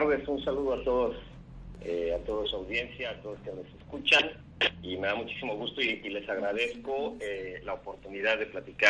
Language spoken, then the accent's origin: Spanish; Tabasco, Mexico; also born or lived in Mexico City; now in Mérida, Mexico; Nací en la Ciudad de México, aunque nunca viví allá, pero creo que he ido todos los años de mi vida. Viví la mitad de mi vida en Tabasco y luego me autoexilié aquí a Yucatán, donde estudié.